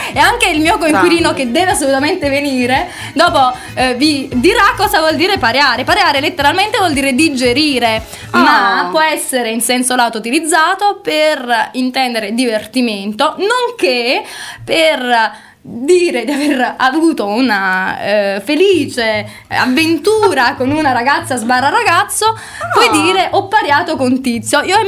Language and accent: Italian; Atripalda, Campania, Italy; io sono irpina. Vengo da Avellino, anzi da Tripalda. Ovviamente nessuno conosce Tripalda